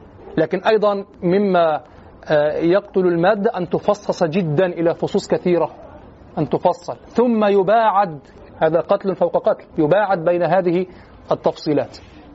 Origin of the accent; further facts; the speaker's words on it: Egypt; عندنا في مصر بدعة الدرس الأسبوعي